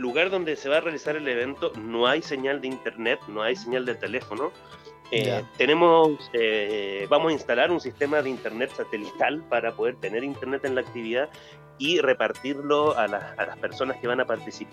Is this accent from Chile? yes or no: yes; Valparaíso, Chile; now in Mexico; yo soy de allá, de Valpo, no soy mexicano, llevo ya 10 años acá.